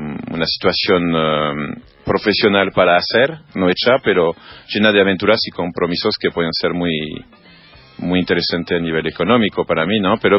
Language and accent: Spanish; France; moved away; Es hermoso Francia, amo mi tierra, pero vivo mucho mejor acá.